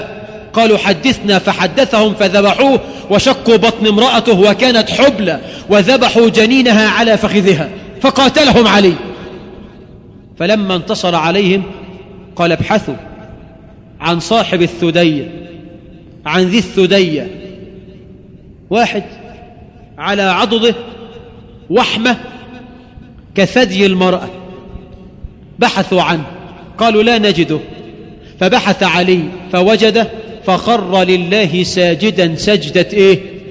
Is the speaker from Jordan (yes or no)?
no; Egypt; ظهر عندنا في مصر فكر